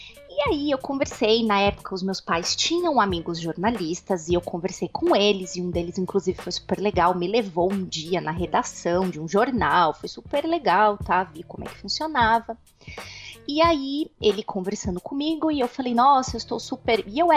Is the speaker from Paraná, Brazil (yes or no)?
no; São Paulo, Brazil; eu sou nascida e criada em São Paulo, capital. E eu só moro há quase um ano, ainda vai fazer um ano, daqui a um mês. Quase um ano no interior de São Paulo, mas eu sou nascida e criada aí em São Paulo.